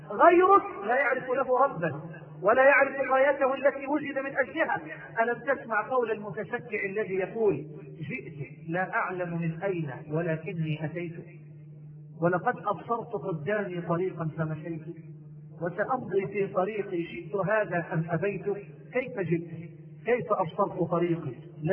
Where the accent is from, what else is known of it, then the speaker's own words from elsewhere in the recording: Egypt; أني قد دعيت مرة لإلقاء محاضرة عندنا في مصر في المعادي